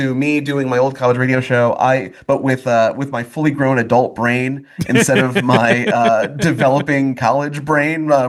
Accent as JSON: {"language": "English", "town": "Grand Blanc", "region": "Michigan", "country": "United States", "tie": "born or raised there", "said": "From my hometown of Grand Blanc, Michigan."}